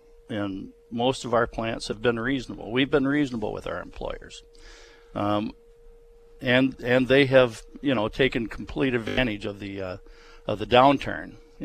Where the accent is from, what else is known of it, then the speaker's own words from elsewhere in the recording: Michigan, United States; Yeah, that's what he said about my home state of Michigan.